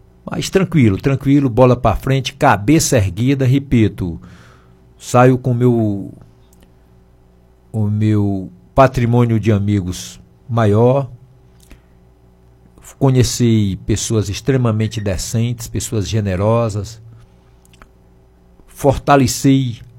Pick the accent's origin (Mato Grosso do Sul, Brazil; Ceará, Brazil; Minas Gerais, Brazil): Ceará, Brazil; Campos Sales; aos meus conterrâneos da minha terra. Conterrâneo da minha terra foi legal